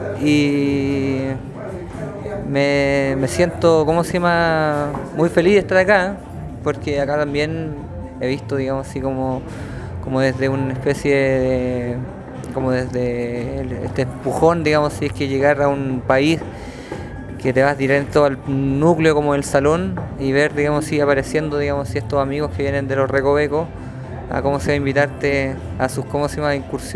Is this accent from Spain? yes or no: no; Chile; soy un músico chileno